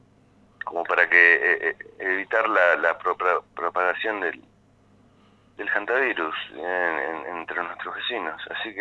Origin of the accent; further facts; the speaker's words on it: Argentina; yo primero que nada soy argentino.